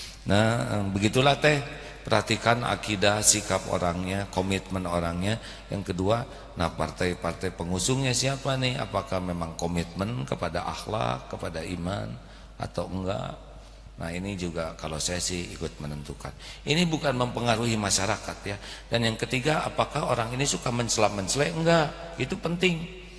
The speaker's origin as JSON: {"language": "Indonesian", "region": "West Java", "country": "Indonesia", "said": "saya orang Jawa Barat nih."}